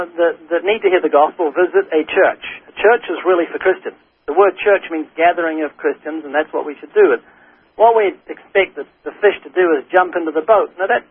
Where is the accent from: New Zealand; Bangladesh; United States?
New Zealand; born there; I was born in New Zealand twice.